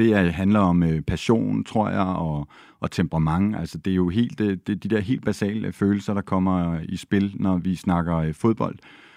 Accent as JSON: {"language": "Danish", "town": "Copenhagen", "region": "Capital Region of Denmark", "country": "Denmark", "said": "fordi jeg er københavner, københavnerdreng"}